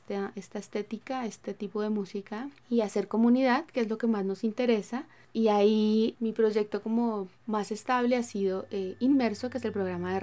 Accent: Sogamoso, Boyacá, Colombia; born there; now in Bogotá, Colombia; Nací en Sogamoso, en Boyacá, pero hace unos 16 años estoy viviendo en Bogotá, en Colombia.

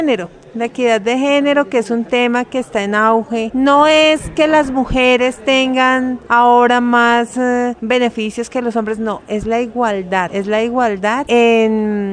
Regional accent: Boyacá, Colombia; now in Bogotá, Colombia; Yo soy boyacense, pues vivo en Bogotá, pero soy boyacense y por mi región se consume mucho el maíz.

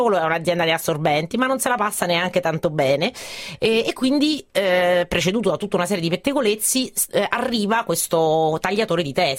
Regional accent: Rome, Lazio, Italy; io non sono nata a Bari e non sono di Bari, perché sono di Roma, come si può ben sentire e ascoltare.

